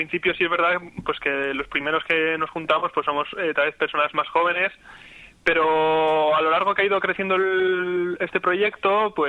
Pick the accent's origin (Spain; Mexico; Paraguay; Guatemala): Spain; Madrid, Community of Madrid; Yo vengo de Madrid, y bueno, ahora me había mudado